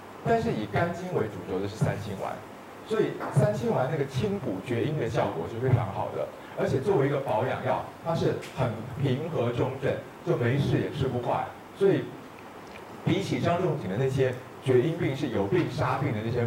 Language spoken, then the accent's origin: Chinese; Taiwan; 他们我台湾人叫什么普林还是什么东西